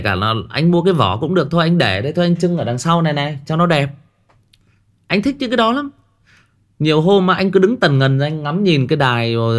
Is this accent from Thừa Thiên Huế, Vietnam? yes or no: no; Thai Nguyen, Vietnam; mặc dù là tôi thì quê ở xa, tôi sinh ra và lớn lên ở Thái Nguyên. Quê của tôi, ông bà già thì ở Hưng Yên cơ. Thế nhưng mà cái nơi mà tôi ở thì nó lại giáp với khu nông nghiệp.